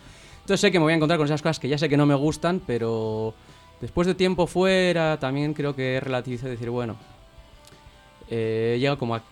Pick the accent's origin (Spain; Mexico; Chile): Spain; Basque Country; Y yo en Euskal Herria, mi tierra